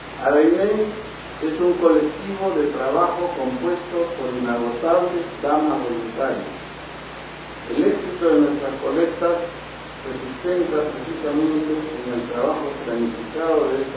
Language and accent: Spanish; Peru; Porque si soy peruano, señoras, señores